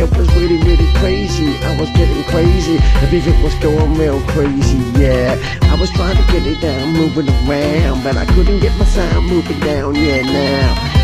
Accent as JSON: {"language": "English", "country": "United Kingdom", "said": "This music's going out and I'm a Brit and I'm calling it all wrong."}